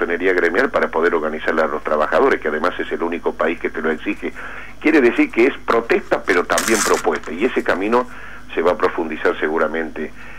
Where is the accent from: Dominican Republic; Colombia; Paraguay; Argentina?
Argentina; Río Cuarto, Córdoba; El título de ayer en mi pueblo, en Río Cuarto